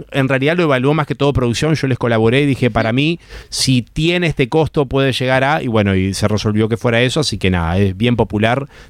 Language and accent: Spanish; Uruguay; como cual uruguayo dije, una clase gratis, voy a ir